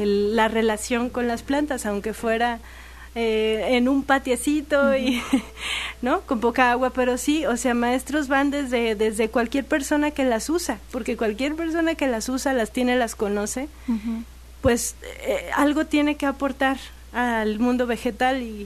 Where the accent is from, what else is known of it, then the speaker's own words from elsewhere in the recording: Aguascalientes, Mexico; now in Xalapa, Mexico; yo soy de Aguascalientes y allá era todo seco.